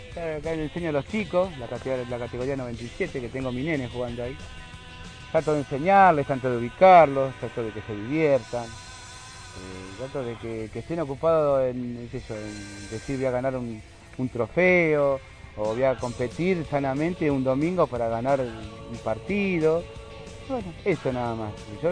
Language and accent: Spanish; Merlo, Buenos Aires Province, Argentina; Yo soy de Merlo y la mayoría son gratuitas, ¿no?